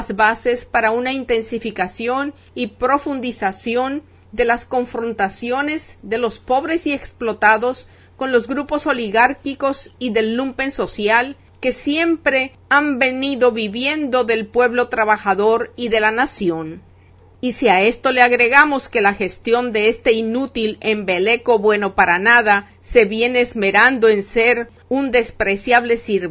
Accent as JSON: {"language": "Spanish", "country": "Dominican Republic", "said": "de un pueblo y de una nación como somos la República Dominicana"}